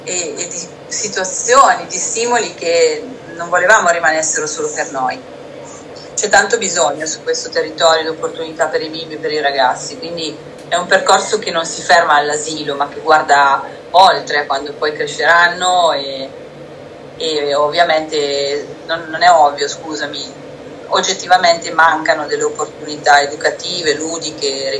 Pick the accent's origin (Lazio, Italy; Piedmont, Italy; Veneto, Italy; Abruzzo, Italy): Piedmont, Italy; Essendo piemontese abbiamo questa tendenza al ribasso